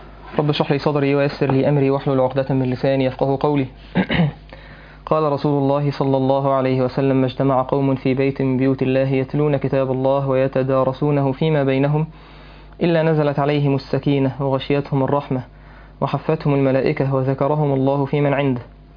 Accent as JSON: {"language": "Arabic", "country": "Egypt", "said": "يعني انا مش عارف هو الفصل بين الشباب والبنات ده موجود فين يعني عندنا في مصر"}